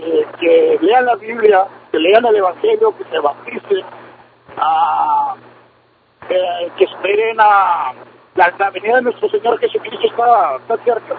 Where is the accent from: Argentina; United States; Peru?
United States; Brownsville, Texas; now in Houston, United States; Mire, yo soy originario de Brownsville, Texas.